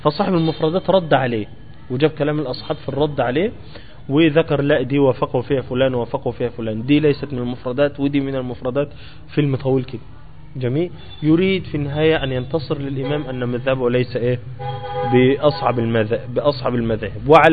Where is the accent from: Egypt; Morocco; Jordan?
Egypt; أيوة زي الإمام الأكبر عندنا في مصر.